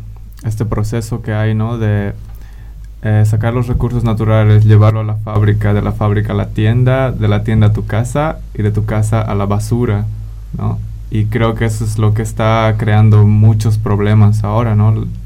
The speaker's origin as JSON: {"language": "Spanish", "country": "Bolivia", "tie": "born there", "said": "Yo soy de todas partes, pero nací en Bolivia."}